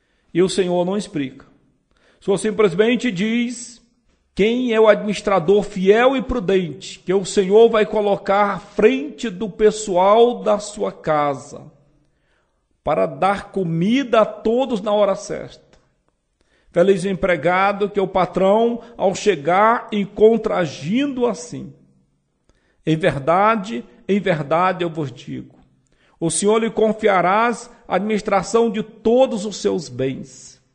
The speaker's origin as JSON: {"language": "Portuguese", "region": "Northeast Region", "country": "Brazil", "tie": "born or raised there", "said": "Quando eu era criança lá no Nordeste, a nossa educação era chicote."}